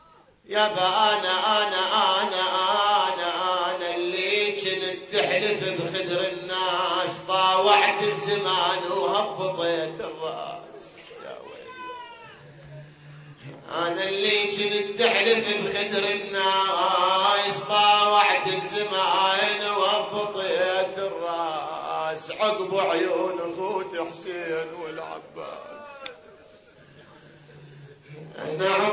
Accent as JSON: {"language": "Arabic", "country": "Iraq", "said": "احنا الآن هذا بلدنا العراق الحبيب الغالي الكريم، بلد الأنبياء وبلد الأئمة"}